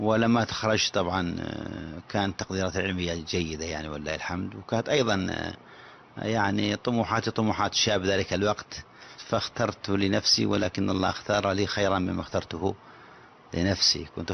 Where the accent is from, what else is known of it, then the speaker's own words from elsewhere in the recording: Najd, Saudi Arabia; خاصة النساء عندنا في نجد كان إتقانهن ضعيف جدا جدا القراءة